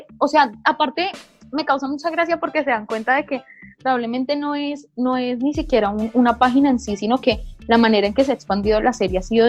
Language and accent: Spanish; Colombia; hemos tenido muy presente las opiniones de nosotros como colombianos